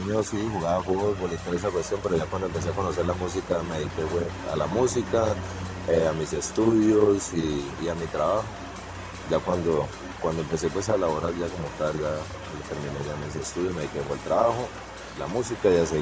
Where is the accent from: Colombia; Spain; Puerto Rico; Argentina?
Colombia; Puerto Asís, Putumayo; yo soy de Puerto Asís, Putumayo, toda la vida nacido y criado aquí en Putumayo. Siempre he estado como muy, muy en mi pueblo